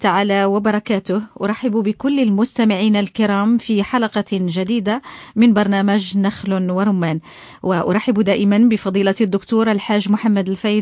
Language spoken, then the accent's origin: Arabic; Morocco; الشاي أو أتاي كما نطلق عليه بالدارجة المغربية هو ملك المشروبات عندنا في المغرب